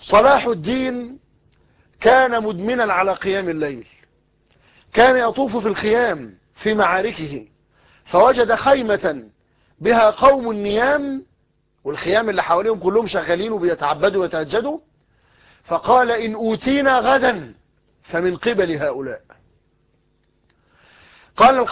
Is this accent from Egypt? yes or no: yes; Egypt; المثل الدارج عندنا في مصر يقول لك غرق في شبر مية